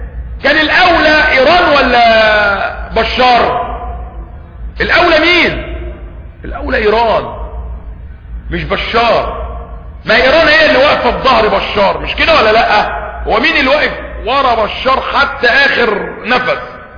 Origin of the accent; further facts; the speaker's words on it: Egypt; لان احنا عندنا في سيناء جيش تاني وفي غرب القناة الجيش التالت